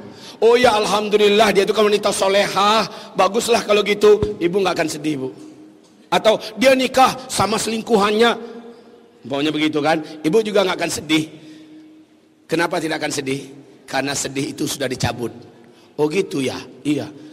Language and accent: Indonesian; Padang, West Sumatra, Indonesia; Lah giliran saya orang Padang, kalau saya ngomong kayak gini nih harus dibawa 1-2 bahasa Padang promosi.